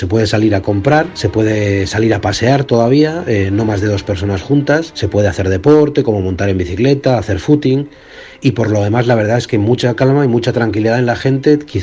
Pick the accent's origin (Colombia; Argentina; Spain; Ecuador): Spain; now in Munich, Germany; soy español, resido en Múnich